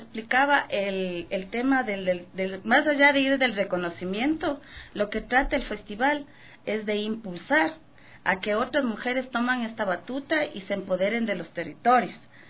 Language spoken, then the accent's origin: Spanish; Imbabura, Ecuador; born there; Yo nací en Imbabura, y mi mamá trabajaba aquí